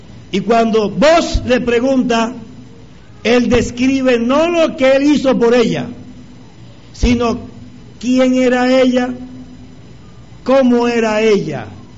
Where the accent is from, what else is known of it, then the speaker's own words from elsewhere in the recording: Barranquilla, Atlántico, Colombia; accent: costeño; now in Bogotá, Colombia; todavía se dan cuenta que soy barranquillero? ¿Cierto? ¿Cierto? Así vive en Bogotá 20 años, el sotaque no se acaba ni el acento.